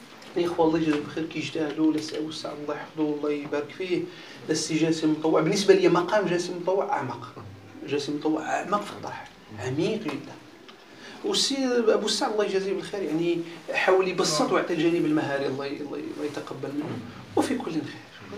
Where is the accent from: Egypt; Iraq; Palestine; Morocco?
Morocco; احنا مغاربة لاحظ حتى في الشهرة كتلقى المشارقة مشهورين على المغاربة